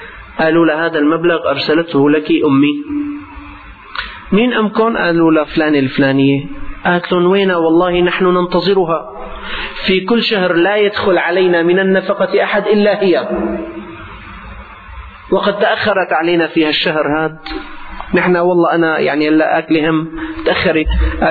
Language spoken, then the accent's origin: Arabic; Syria; ما كان يعني عندنا في الشام